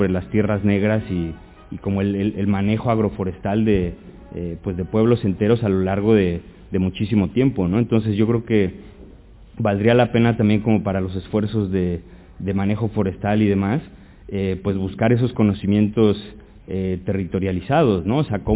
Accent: Mexico; yo por ejemplo vengo de México y los campesinos allí lo hacen con ceniza, con cal

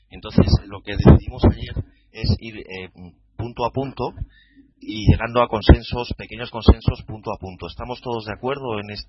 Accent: Madrid, Community of Madrid, Spain; de Madrid, facilitador.

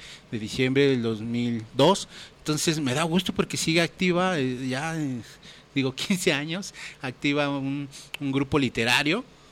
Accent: Santa Clara, State of Mexico, Mexico; surge esta banda en el municipio de Catepec, en la comunidad de Santa Clara, de donde yo soy.

